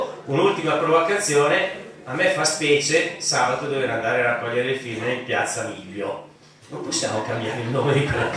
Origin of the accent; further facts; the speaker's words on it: Oggiono, Lombardy, Italy; Io vengo dall'Oggione